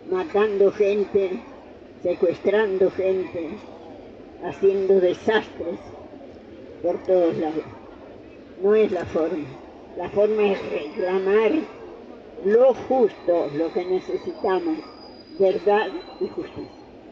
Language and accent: Spanish; Argentina; Nosotros somos los argentinos candidatos a soportar un gobierno fascista.